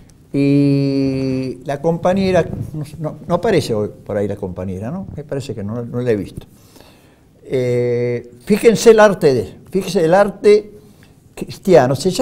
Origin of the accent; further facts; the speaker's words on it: Buenos Aires, Argentina; yo soy porteño como vos, Miguel Ángel